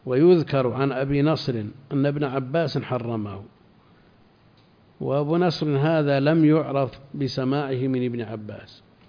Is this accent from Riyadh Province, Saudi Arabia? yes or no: no; Al-Qassim, Saudi Arabia; لا عندنا في القصيم كثير